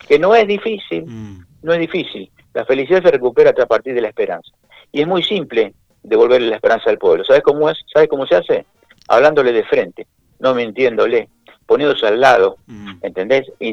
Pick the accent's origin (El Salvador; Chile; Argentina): Argentina; Así somos los argentinos.